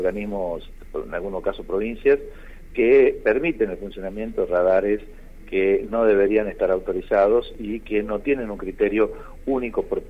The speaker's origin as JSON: {"language": "Spanish", "region": "Santiago del Estero", "country": "Argentina", "said": "lo cual es un orgullo como santiagueño que hayan querido venir a este encuentro acá en mi tierra, que obviamente, como somos acá en Santiago, nos hemos organizado los distintos defensores"}